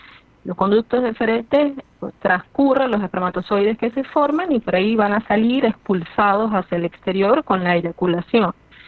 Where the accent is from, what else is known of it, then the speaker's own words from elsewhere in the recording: Venezuela; moved away; yo soy venezolana, yo soy migrante venezolana, tengo 7 años aquí.